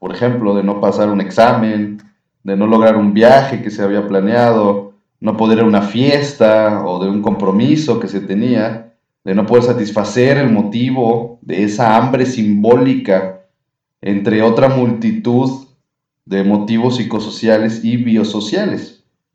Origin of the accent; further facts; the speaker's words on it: Mexico; como buen pueblo mexicano, aguantamos todos